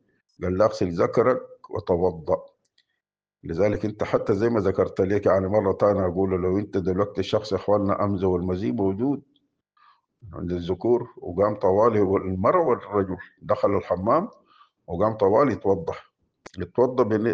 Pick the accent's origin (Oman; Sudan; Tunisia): Sudan; ونحن عندنا في السودان